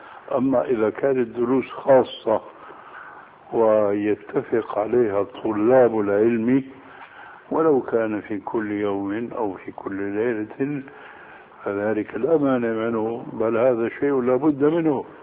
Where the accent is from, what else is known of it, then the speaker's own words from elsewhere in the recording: Damascus Governorate, Syria; عندنا في الشام